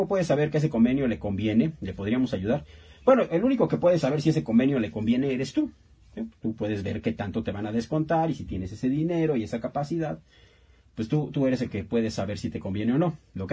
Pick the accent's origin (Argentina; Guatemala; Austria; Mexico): Mexico; lo que nos queda a nosotros hacer como mexicanos